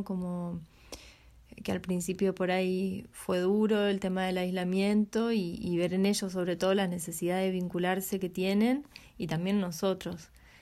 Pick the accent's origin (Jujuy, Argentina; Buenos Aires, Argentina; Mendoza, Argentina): Buenos Aires, Argentina; now in Punta Negra, Uruguay; vivo acá en Punta Negra hace un año, vengo de Buenos Aires, soy mamá de tres niños